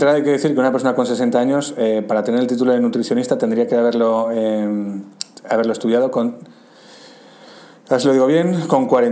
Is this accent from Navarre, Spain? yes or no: yes; Pamplona, Navarre, Spain; estando yo viviendo en Pamplona, que es de donde soy